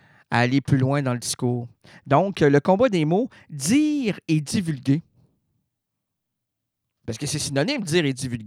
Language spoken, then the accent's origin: French; Quebec, Canada; Chez nous au Québec, c'est du foin.